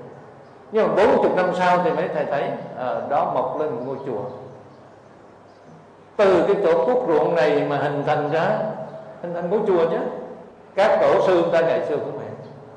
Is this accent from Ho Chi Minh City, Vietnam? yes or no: yes; Củ Chi, Ho Chi Minh City, Vietnam; now in Ho Chi Minh City, Vietnam; Cho nên tôi ở thành phố Hồ Chí Minh ấy, mà tôi đi về quê của tôi ở Củ Chi, quê là vùng cách mạng.